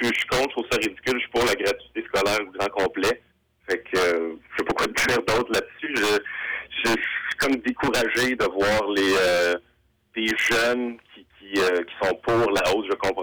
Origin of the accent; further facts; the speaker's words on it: Quebec City, Quebec, Canada; Ben moi, je viens de Québec. Je suis un gars de Québec. Que je connais très bien Québec.